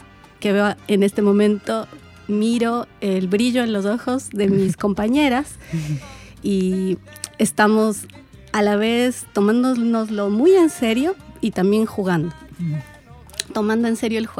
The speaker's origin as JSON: {"language": "Spanish", "town": "Quito", "region": "Pichincha", "country": "Ecuador", "said": "Yo soy de Quito, es decir, que soy ecuatoriana y no tendría que ser tan raro para mí el hablar de una región de mi país."}